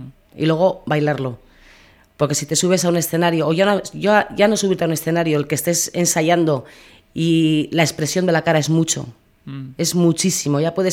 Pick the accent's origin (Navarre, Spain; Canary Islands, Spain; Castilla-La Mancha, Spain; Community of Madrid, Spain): Navarre, Spain; Berriozar; yo me he criado en Berriozar y ya te casas y te vas, pero he tenido que volver